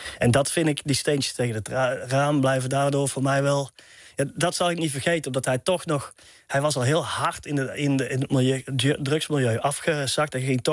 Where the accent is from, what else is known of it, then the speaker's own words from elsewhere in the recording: Tilburg, North Brabant, Netherlands; Een heel groot pand hadden we dan in Tilburg, waar ik vandaan kom.